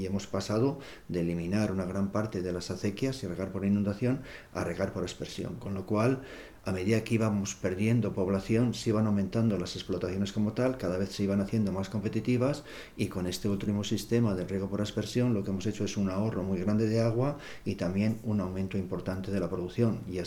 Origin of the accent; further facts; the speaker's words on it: Cabreros del Río, Castile and León, Spain; soy un agricultor de Cabros del Río.